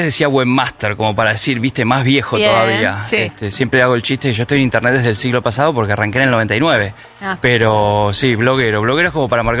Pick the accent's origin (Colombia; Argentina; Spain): Argentina; Buenos Aires; En Caballito, en Parque Chacabuco, todo eso.